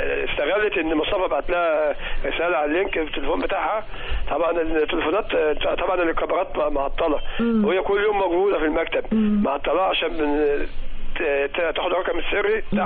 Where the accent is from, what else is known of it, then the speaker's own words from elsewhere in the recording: Sharabiya, Cairo Governorate, Egypt; أنا مش شرابية، عروسة المنطقة الشعبية في مصر.